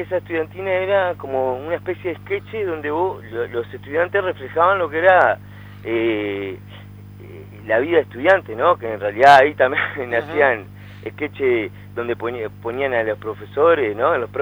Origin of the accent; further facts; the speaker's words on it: San José, Uruguay; moved away as an adult; now in Montevideo, Uruguay; Después de ahí me vine a Montevideo a seguir la carrera de ingeniería tecnológica. Y ahí empecé, vine al venir de San José, tenía que trabajar para poder vivir en Montevideo.